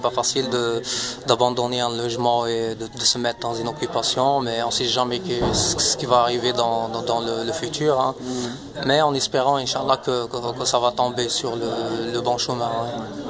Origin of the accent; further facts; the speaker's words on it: Morocco; now in Belgium; de l'OLB. Donc, je suis marocain, j'ai 28 ans. Donc, je suis en Belgique depuis 2005.